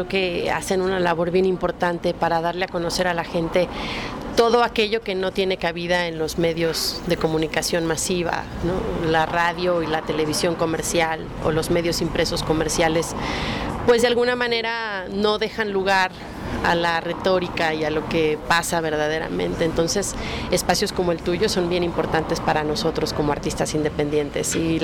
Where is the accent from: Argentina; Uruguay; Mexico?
Mexico; también soy una ciudadana, también soy una mexicana lastimada, profundamente herida, profundamente indignada